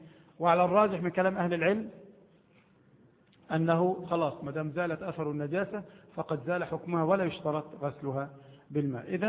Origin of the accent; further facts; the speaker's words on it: Egypt; عندنا في مصر مثلا لا يأكلونه أبدا، نفسهم تعافوا